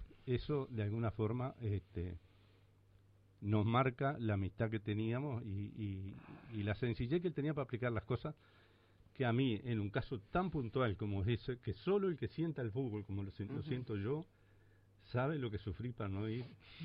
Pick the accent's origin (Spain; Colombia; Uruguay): Uruguay; Rocha; born there; Yo soy nacido en Rocha y era hincha de la selección de Rocha bastante.